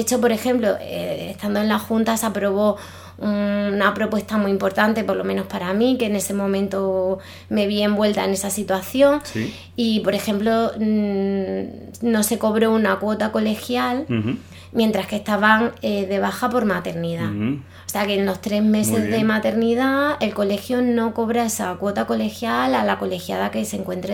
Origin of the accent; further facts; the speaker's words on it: Badajoz, Extremadura, Spain; Yo soy de Badajoz